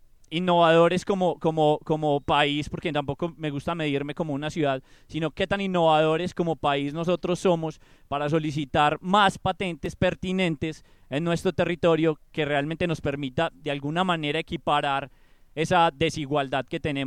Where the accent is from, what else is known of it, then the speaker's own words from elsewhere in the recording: Manizales, Caldas, Colombia; now in Medellín, Colombia; Soy de Manizales. Vine aquí a Medellín hace 7 años trabajando en Tecnova